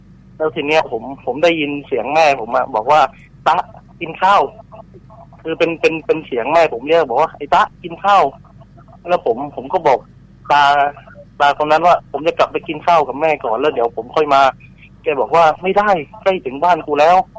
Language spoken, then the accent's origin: Thai; Southern Thailand, Thailand; ผมก็ต้องเท้าความก่อนนะครับว่าผมเป็นคนใต้ครับ